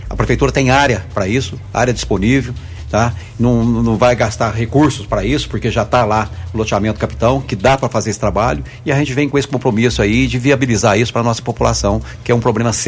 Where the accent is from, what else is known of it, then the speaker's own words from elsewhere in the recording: Mococa, São Paulo, Brazil; morava em Mococa, estudei lá na fazenda Boa Vista, que era ligada à fazenda Guarantã, onde eu nasci.